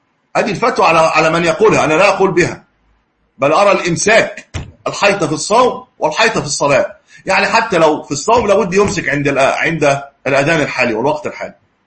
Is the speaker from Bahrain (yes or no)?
no; Egypt; عندنا في مصر 19 أو 19.5 أعتقد